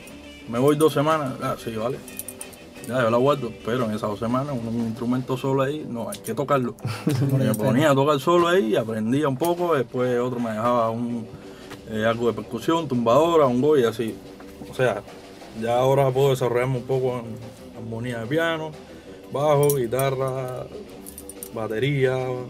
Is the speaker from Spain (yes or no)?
no; Havana, Cuba; now in Germany; yo vengo de La Habana, pero es un barrio muy, muy tranquilo también. O sea, el centro de la ciudad.